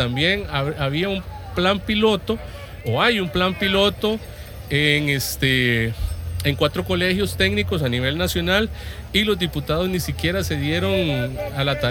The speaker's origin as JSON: {"language": "Spanish", "town": "Santa Cruz", "region": "Guanacaste", "country": "Costa Rica", "said": "soy de Santa Cruz, Guanacaste, soy profesor de inglés."}